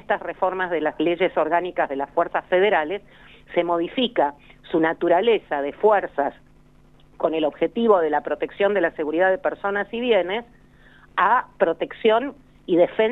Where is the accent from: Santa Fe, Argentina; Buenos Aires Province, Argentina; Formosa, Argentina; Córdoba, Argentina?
Buenos Aires Province, Argentina; Bahía Blanca; born there; Yo nací en Bahía Blanca, así que sé de lo que estoy hablando.